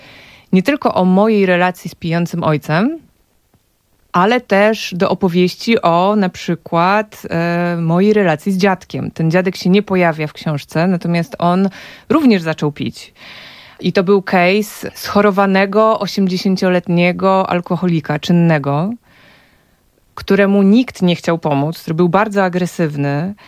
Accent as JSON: {"language": "Polish", "town": "Warsaw", "region": "Masovian Voivodeship", "country": "Poland", "tie": "born or raised there", "said": "W latach 90. moje dzieciństwo, ja nie znałam Warszawy, ja znałam swoje osiedle. Ja znałam blok i bloki okoliczne"}